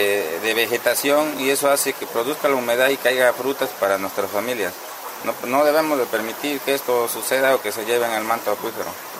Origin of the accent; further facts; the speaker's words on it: Ojo de Agua, Veracruz, Mexico; Soy nativo de este pueblo, del pueblo de Ojo de Agua, Miguel Hidalgo, municipio de Amatlán de los Reyes.